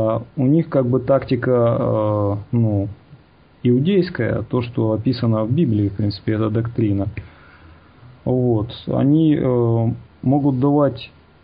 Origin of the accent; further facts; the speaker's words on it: Kyiv, Ukraine; Хотя вот он человек с Западной Украины, а я, получается, киевлянин.